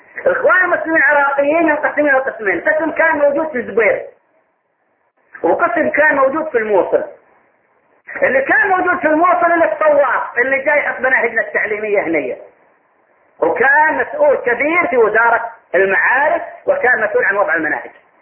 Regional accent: Saudi Arabia; فكان عندنا في السعودية تنظيم للمصريين فقط

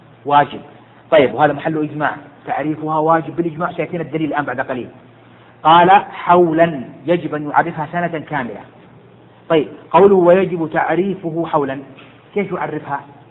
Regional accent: Jeddah, Makkah Province, Saudi Arabia; ولو وجدها في حي الصخة عندنا في جدة

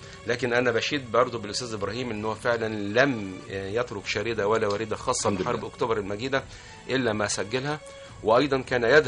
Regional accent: Mansoura, Dakahlia, Egypt; أنا من أبناء المنصورة

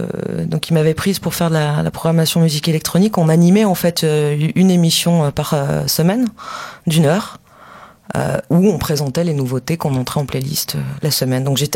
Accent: Saint-Étienne, Auvergne-Rhône-Alpes, France; parce que je viens de Saint-Étienne à la base. Donc je découvrais une région, je découvrais une ville

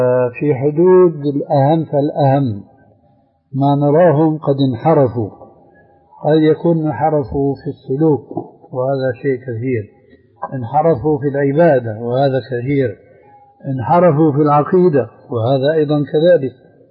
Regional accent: Syria; كما يقولون عندنا في سوريا

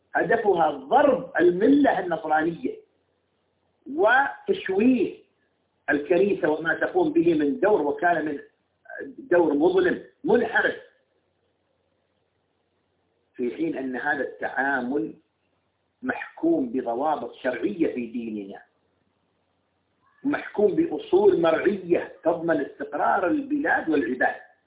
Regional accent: United Arab Emirates; مثل عندنا في الإمارات يقال

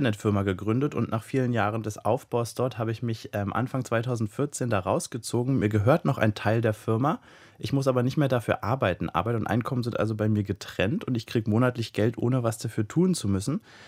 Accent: East Germany, Germany; born there; ich bin in der DDR geboren und meine Eltern mussten, ich bin ja erst 31, mussten nach der Wende ganz schön ackern, um im Kapitalismus anzukommen

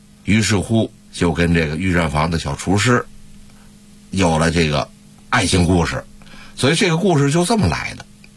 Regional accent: Beijing, China; 这个杂碎跟我们北京人吃那个杂碎啊还不一样

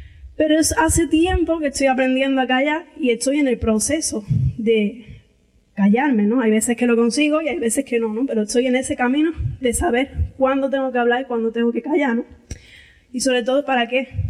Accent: Andalusia, Spain; porque yo, como buena andaluza, hablo mucho

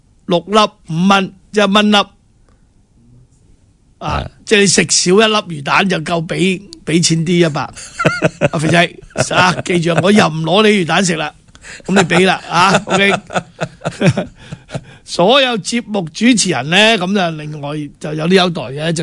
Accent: Hong Kong; 還有我們香港人的子女

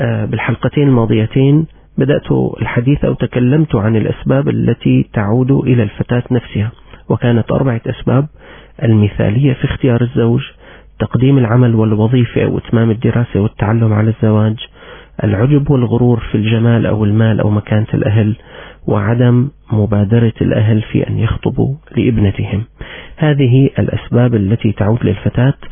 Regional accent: Syria; كنت قد عرضت عليكم نتائج مسح صحي جرى عندنا في سوريا

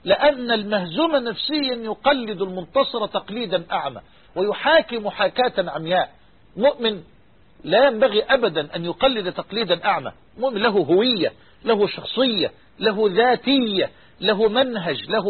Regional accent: Egypt; بلغتنا كمصريين لا فائدة

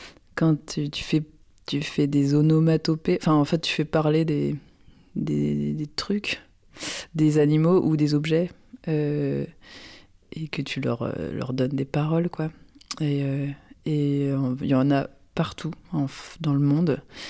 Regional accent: Brittany, France; Et c'est vrai, je viens du Léon.

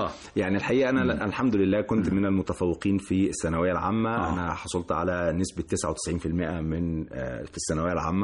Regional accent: Cairo, Cairo Governorate, Egypt; لكن أنا ولدت وربيت في شبرا

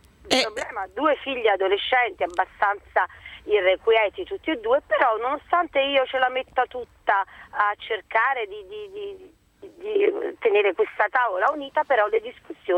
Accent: Naples, Campania, Italy; E da buona napoletana, grande rispetto della tavola

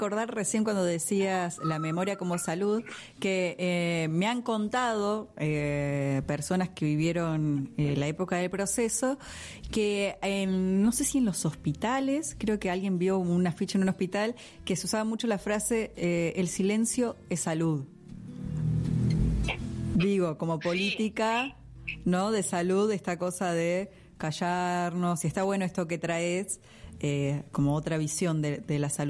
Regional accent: Argentina; dos signos que nos representa como argentinos, ¿no?

